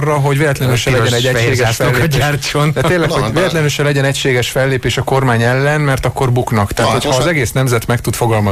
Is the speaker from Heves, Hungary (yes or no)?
yes; Eger, Heves, Hungary; én egri vagyok, Egerben iszonyatos volt a Skinhead mozgalom.